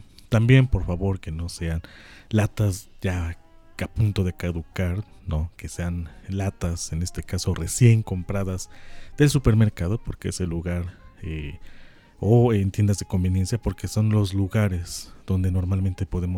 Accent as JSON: {"language": "Spanish", "country": "Mexico", "said": "nos tenemos que acordar que somos mexicanos"}